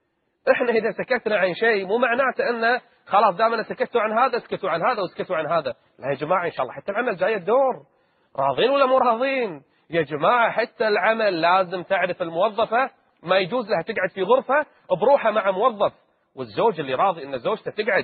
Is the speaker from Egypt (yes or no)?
no; Kuwait; رئيسة فخرية لجمعية نفع عام عندنا بالكويت